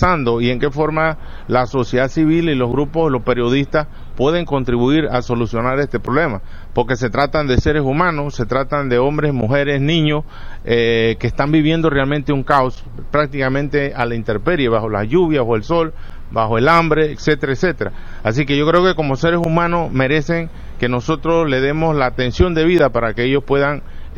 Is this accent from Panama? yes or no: yes; Panama; Entonces nosotros como panameños no estamos realmente preparados para poder atender una ola de migrantes o de refugiados de esa naturaleza